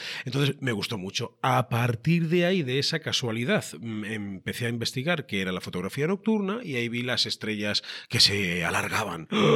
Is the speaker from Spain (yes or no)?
yes; Cuenca, Castilla-La Mancha, Spain; en las casas colgadas de Cuenca. Yo soy de Cuenca, ¿no?